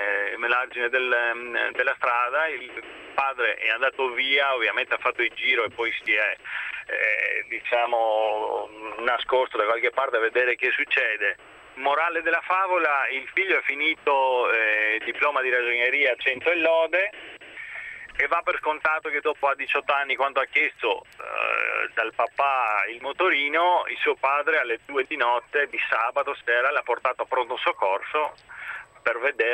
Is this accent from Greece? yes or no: yes; Greece; now in Verona, Italy; Io sono greco, trapiantato a Verona 15 anni fa.